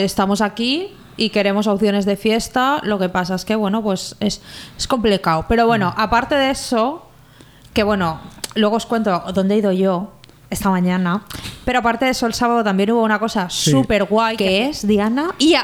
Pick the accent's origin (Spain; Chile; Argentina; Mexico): Spain; Valencia, Valencian Community; yo soy aquí la única que es de Valencia Ciudad, ¿eh? Yo no soy de Valencia, yo soy de Rusafa.